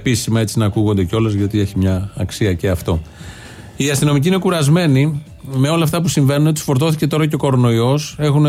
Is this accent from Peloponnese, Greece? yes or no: no; Athens, Attica, Greece; επειδή εγώ ήμουν και από την Αθήνα